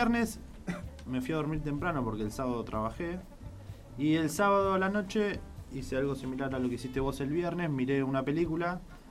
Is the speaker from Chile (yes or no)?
no; Argentina; Como buen futbolista, buen argentino que le gusta el fútbol.